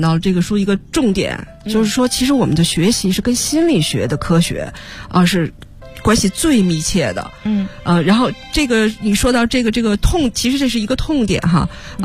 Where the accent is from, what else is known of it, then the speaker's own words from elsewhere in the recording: China; 其实我觉得这个确实是我们中国人或者中国学生普遍的一种情况